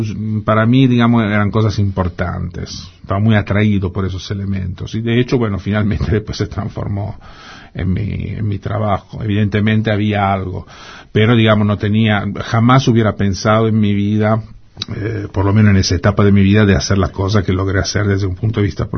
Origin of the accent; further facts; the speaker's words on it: Genoa, Liguria, Italy; Eso es en Génova, sí.